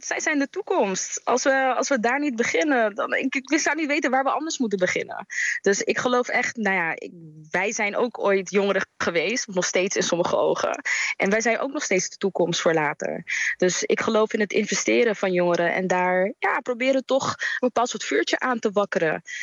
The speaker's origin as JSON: {"language": "Dutch", "country": "Netherlands", "tie": "born or raised there", "lives_now": "Curaçao", "said": "Ik ben zelf geboren en getogen in Nederland. En ik ken Curaçao van vakanties of vanuit de verhalen vanuit mijn familie, ouders, broers, zussen."}